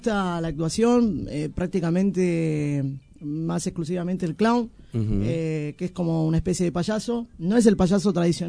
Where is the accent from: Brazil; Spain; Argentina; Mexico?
Argentina; Buenos Aires; nosotros como argentinos y como porteños... nos cuesta meter goles.